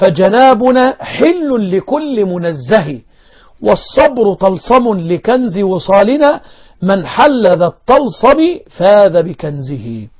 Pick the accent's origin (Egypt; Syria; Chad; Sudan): Egypt; عندنا في مصر لما القارئ يقرأ آيات العذاب